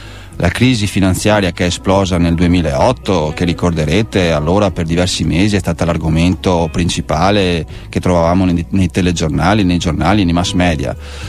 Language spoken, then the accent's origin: Italian; Veneto, Italy; accent: Venetian; come sentirete dall'accento sono veneto